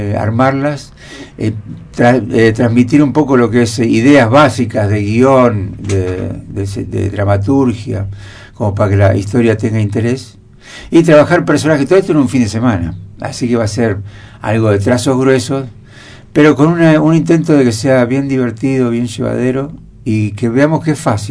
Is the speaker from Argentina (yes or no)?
yes; El Bolsón, Río Negro, Argentina; Yo vengo del Bolsón, hicimos también historias de lugares